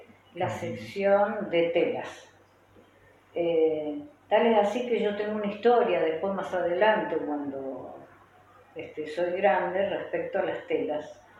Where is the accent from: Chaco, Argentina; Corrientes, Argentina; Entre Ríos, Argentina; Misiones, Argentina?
Entre Ríos, Argentina; Paraná; born there; Bueno, bueno, yo nací en Paraná, Entre Ríos.